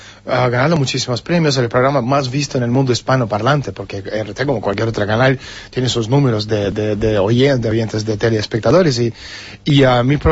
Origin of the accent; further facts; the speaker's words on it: Lithuania; born there; first language Russian; Spanish is a second language; No soy lituano. Nací en la República Soviética de Lituania. Somos rusos, hablamos ruso, no hablamos lituano